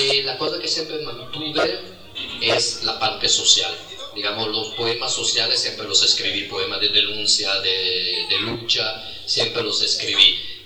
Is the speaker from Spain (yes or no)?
no; Italy; Spanish is a second language; now in Argentina; yo me considero italiano, porque mi formación está en Italia. Yo estudié la facultad en Italia. No puedo considerarme argentino.